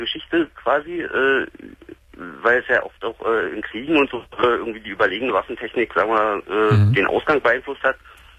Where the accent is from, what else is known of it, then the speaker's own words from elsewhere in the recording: Berlin, Germany; also ich komme auch aus Berlin